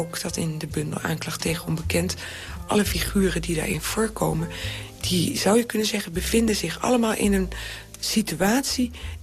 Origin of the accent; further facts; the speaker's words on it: Winschoten, Groningen, Netherlands; Ik kom uit Winschoten. En ik denk ook wel eens dat als je opgroeit in een dorp en daar ontdekt ook weer de landerijen en kleine bosjes, want het is in Winschoten een kaal land.